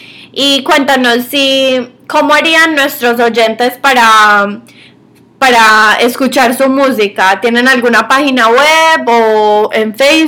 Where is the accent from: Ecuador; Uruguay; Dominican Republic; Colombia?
Colombia; Yo soy de Colombia, personalmente.